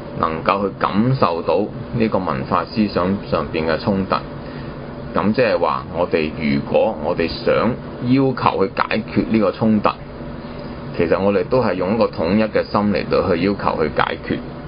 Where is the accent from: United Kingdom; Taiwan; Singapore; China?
China; born there; 我們是作為一個生於這個時代的人、啊、我們生於、啊、中國這個地方的人